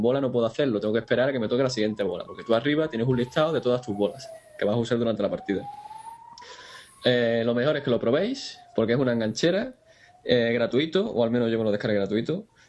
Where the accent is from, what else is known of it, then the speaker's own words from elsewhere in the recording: Cádiz, Andalusia, Spain; Compartimos camellos, somos de Cádiz los dos, ¿eh?